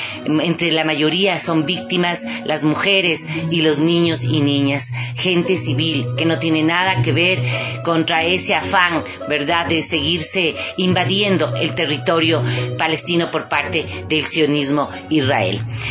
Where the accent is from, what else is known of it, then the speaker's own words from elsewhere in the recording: Ecuador; como pueblo afroecuatoriano y como pueblo ecuatoriano